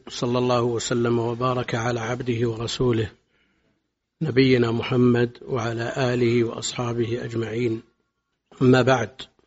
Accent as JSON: {"language": "Arabic", "town": "Buraydah", "region": "Al-Qassim", "country": "Saudi Arabia", "tie": "born or raised there", "said": "نشأت كما ينشأ أقراني في بلدي بريدة في السنوات الأولى، طفلا لا يعلق عليه شيء ولا يتعلق بشيء غير اللعب."}